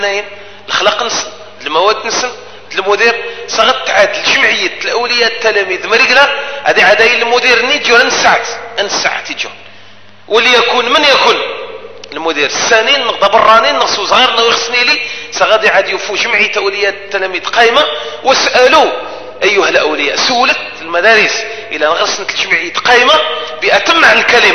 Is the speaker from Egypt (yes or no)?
no; Algeria; هذه المؤسسة الرسمية من حقنا كجزائريين